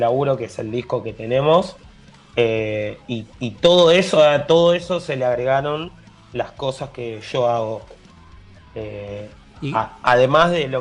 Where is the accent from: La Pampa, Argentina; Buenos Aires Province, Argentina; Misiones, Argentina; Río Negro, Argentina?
Buenos Aires Province, Argentina; San Martín; pero somos de San Martín igual. Nuestro público está en San Martín y estamos siempre ahí.